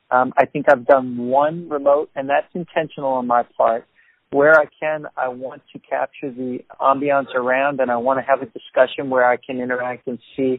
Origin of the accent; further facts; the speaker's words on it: New Orleans, Louisiana, United States; And I am such a lover of my hometown. And most people in New Orleans have a Word document or an Excel spreadsheet